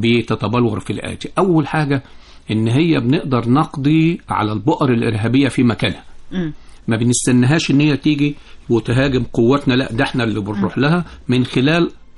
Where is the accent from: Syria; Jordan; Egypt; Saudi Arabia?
Egypt; وثلث الثروة المعدنية للدنيا دي كلها موجودة عندنا في مصر